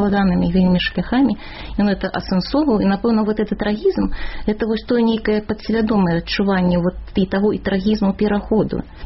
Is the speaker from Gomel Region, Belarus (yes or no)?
no; Vitebsk Region, Belarus; І ў мяне тая ж была сітуацыя, я з Віцебщыны, у Ахрымчыка вучылася